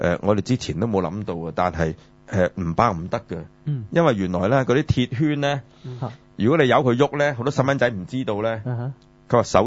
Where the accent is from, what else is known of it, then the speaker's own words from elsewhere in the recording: China; 咁、但我哋既然身為中國人咧